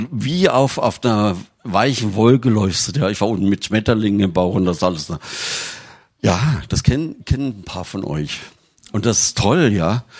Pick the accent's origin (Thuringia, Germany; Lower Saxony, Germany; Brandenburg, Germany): Thuringia, Germany; wir kommen ja aus Thüringen, wir hatten damals noch kein Telefon und ich war in Tübingen